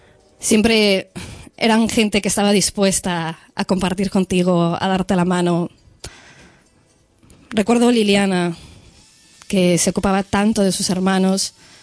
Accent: Cuernavaca, Morelos, Mexico; moved away; Jugué en los parques. Cuando nosotros nos fuimos de Cuernavaca, les vi pocas veces más.

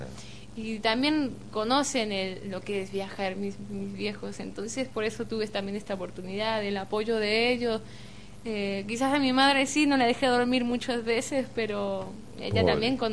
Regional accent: Cozumel, Quintana Roo, Mexico; Es el primer estudio que se hace en la isla de donde yo soy, de Cozumel.

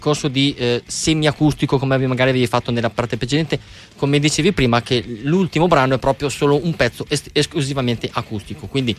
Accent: Bologna, Emilia-Romagna, Italy; Ok, sai che, scusa, io sono di Bologna

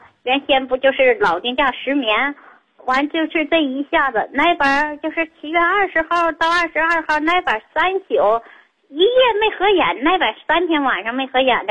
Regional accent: Tangshan, Hebei, China; 我是唐山的。

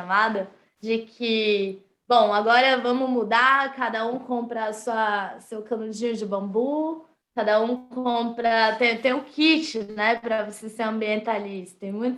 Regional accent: Brasília, Federal District, Brazil; Eu vivo e nasci em Brasília.

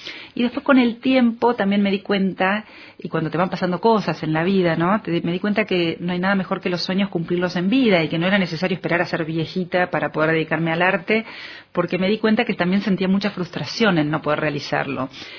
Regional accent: Carlos Casares, Buenos Aires Province, Argentina; moved away as an adult; Pero mi infancia siempre fue en Carlos Casares. Yo hice mi colegio, mi primaria, mi secundaria en Carlos Casares, hasta que, bueno, como es un pueblo muy chico, no hay universidades

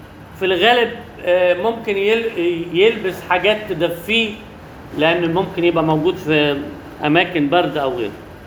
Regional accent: Alexandria, Alexandria Governorate, Egypt; ودي عندنا في اسكندريه في حته اسمها عزبه الصيادين

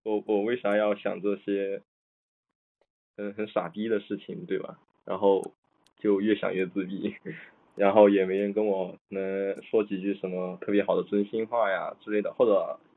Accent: Chongqing, China; 作为一个重庆人，词汇真的特别少。

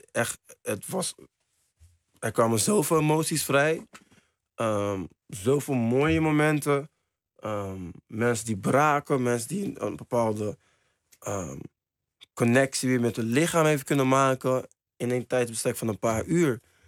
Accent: Spain; Dutch is a second language; Oké, ik kom uit Spanje, ik ben wereldkampioen.

